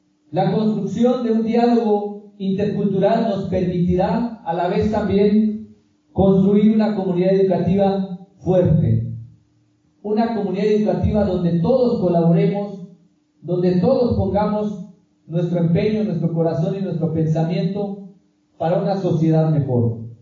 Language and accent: Spanish; Ocosingo, Chiapas, Mexico; yo soy celtal, soy originario de Ocosingo, Chiapas. En celtal me dicen